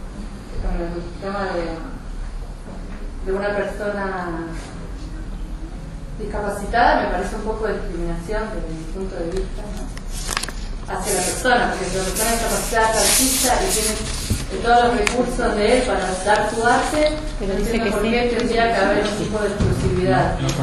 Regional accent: Capilla del Monte, Córdoba, Argentina; soy de Capilla del Monte, de toda la vida. Soy artista callejera.

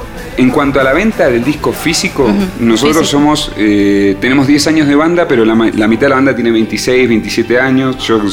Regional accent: Buenos Aires, Argentina; más que como argentinos o sudamericanos, o digamos, siempre hay un formato en el cual, o porteños en nuestro caso

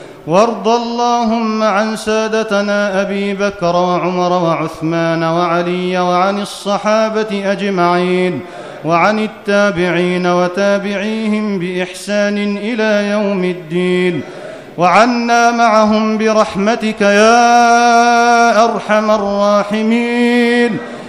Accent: Egypt; واحفظ بلدنا مصر من كل مكروه وسوء.

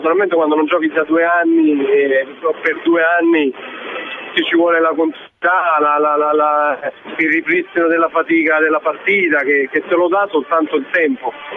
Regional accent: Naples, Campania, Italy; io sono napoletano.

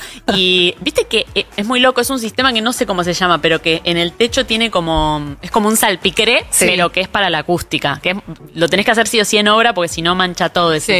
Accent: Monte Grande, Buenos Aires Province, Argentina; abrieron una ferretería en Monte Grande, que es de donde yo soy.

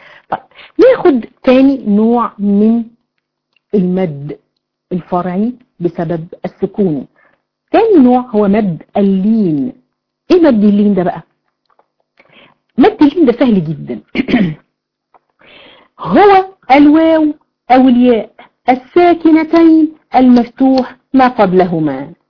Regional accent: Egypt; ما بيحصلش الكلام ده غير عندنا في مصر يعني

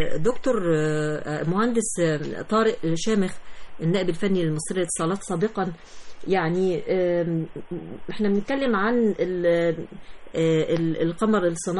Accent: Egypt; إيه اللي مطلوب مننا إحنا كشعب مصري

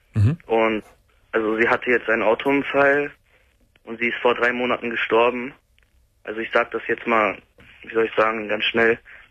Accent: Salzgitter, Lower Saxony, Germany; Also ich komme aus der Nähe von Braunschweig, Salzgitter, wenn Ihnen das was sagt.

